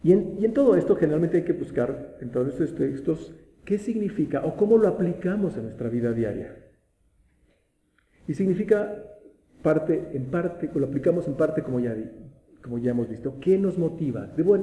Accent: Metepec, State of Mexico, Mexico; cuando vivía aquí, cuando era niño en Metepec, pasaban señores con burros

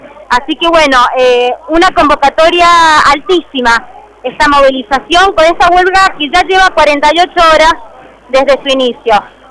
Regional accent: Ugarteche, Mendoza, Argentina; nosotros somos de Ugarteche

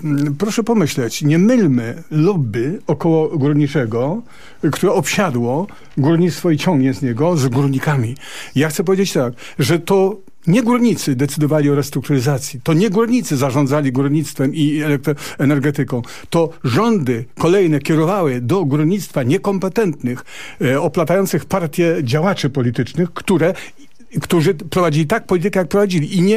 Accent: Silesian Voivodeship, Poland; Ale ja jestem ze Śląska.

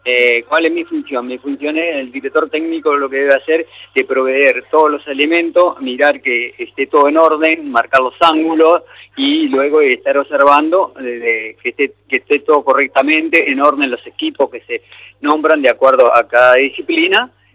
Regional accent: Uruguay; moved away as an adult; now in Argentina; como vengo de Uruguay a los 22 años y me radiqué acá

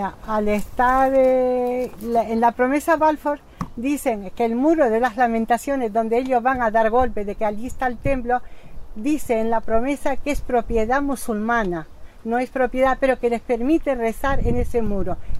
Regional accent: Bethlehem, West Bank, Palestine; Spanish is a second language; now in Spain; soy de Palestina, soy una refugiada de la zona de Jaffa, de los territorios del 48, pero mi familia ha tenido que emigrar hacia la parte de Belén, y hemos nacido mis hermanos y nosotros en Belén. Ahora estamos viviendo en España.

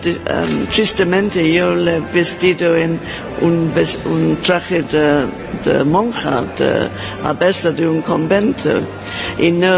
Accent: England, United Kingdom; Spanish is a second language; moved away as an adult; now in Spain; soy diseñadora de vestuario para cine y teatro y soy inglesa.

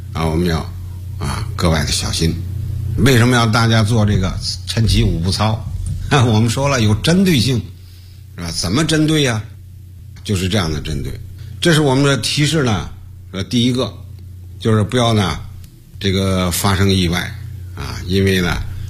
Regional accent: China; 我们中国人呢在这方面呢重视的不太够重视了心脏

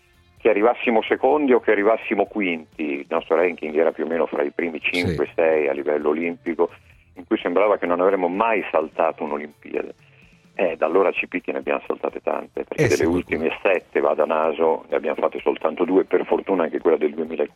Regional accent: Faenza, Emilia-Romagna, Italy; un ragazzino delle mie parti, di Faenza

